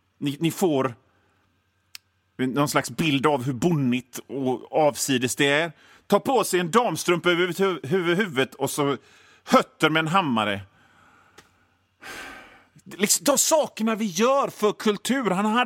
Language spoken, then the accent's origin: Swedish; Hönö, Västra Götaland County, Sweden; born there; och det här är mitt radioprogram. Jag är född på Hönö i Göteborgs norra skärgård.